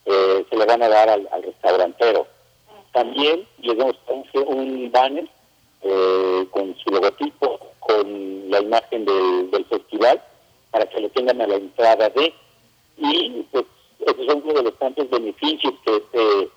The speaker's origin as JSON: {"language": "Spanish", "region": "Puebla", "country": "Mexico", "said": "Yo, en lo personal, te puedo decir que la soy poblano."}